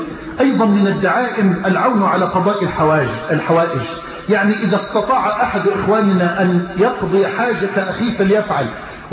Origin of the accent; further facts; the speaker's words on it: Egypt; اللهم اجعل بلدنا مصر راحة للأمن والأمان